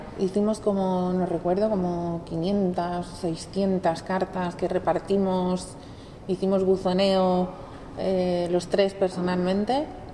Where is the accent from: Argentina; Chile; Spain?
Spain; Madrid, Community of Madrid; Yo soy de Madrid.